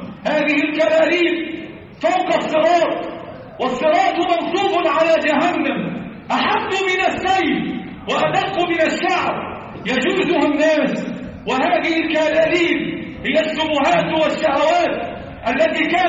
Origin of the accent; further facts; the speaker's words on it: Egypt; اللهم احفظ بلدنا مصر